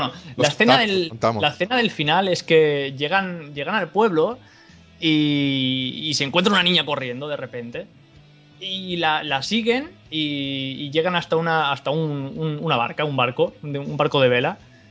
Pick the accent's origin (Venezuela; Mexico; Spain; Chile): Spain; Y soy español, tío, y me duele decirlo